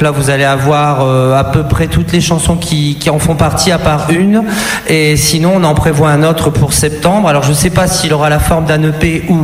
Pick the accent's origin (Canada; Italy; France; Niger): France; Lille, Hauts-de-France; Oui, je viens de Lille, oui, tout à fait.